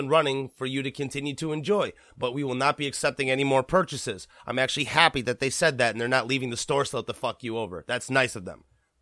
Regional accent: South Korea; Like, I'm from Korea. So, like, I understand. I'm not Chinese, but I understand some of the more Asian oriented themes there.

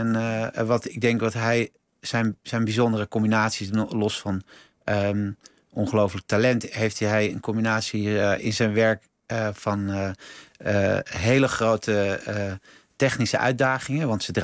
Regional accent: Netherlands; dat vind ik natuurlijk als Nederlander ook interessant

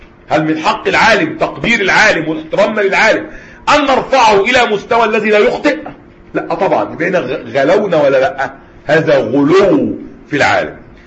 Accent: Egypt; حتى المأذون لغاية دلوقتي عندنا في مصر

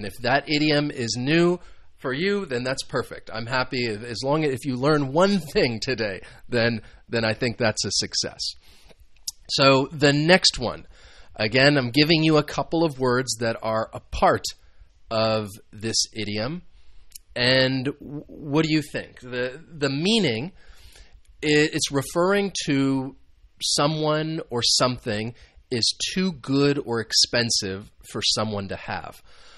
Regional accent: United States; I am from the United States, so these are some idioms that I think you could use

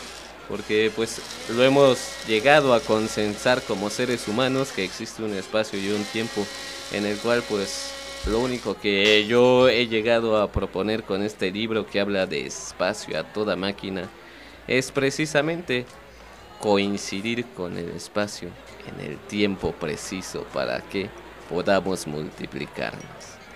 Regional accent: Mexico; esta magnífica tradición que aún logramos conservar como mexicanos

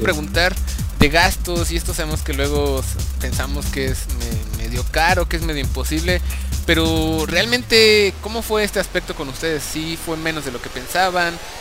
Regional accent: Mexico; como buen mexicano, me hacen sentir muy, muy orgulloso

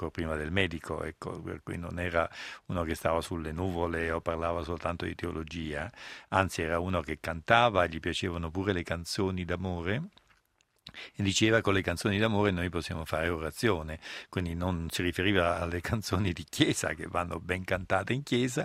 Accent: Naples, Campania, Italy; essendo anche napoletano, anche se cerco di essere normalmente un napoletano onesto

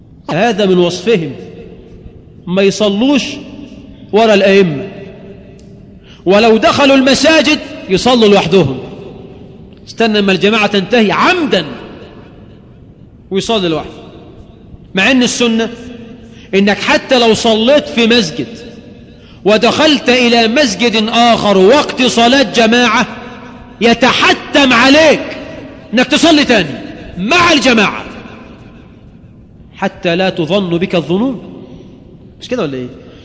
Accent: Egypt; ظهر عندنا في مصر فكر

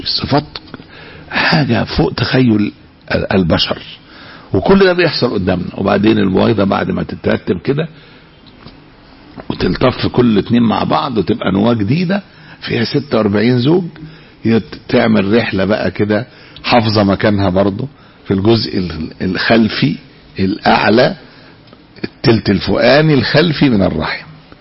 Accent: Egypt; احنا عندنا في مصر لوحدها بيولدوا كل 6 ثواني

